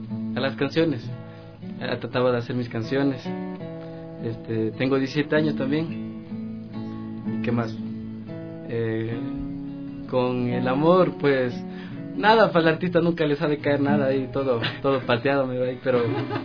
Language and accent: Spanish; Quito, Pichincha, Ecuador; Yo soy de acá, de Quito, pero, o sea, mis papás son de Ibarra, de La Esperanza. Yo aprendí a tocar la guitarra cuando tenía 12 o 13 años tenía.